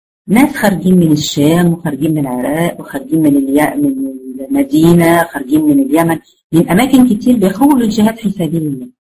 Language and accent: Arabic; Egypt; accent: Egyptian; زي مثلا يعني انا مثلا لهجتي مصرية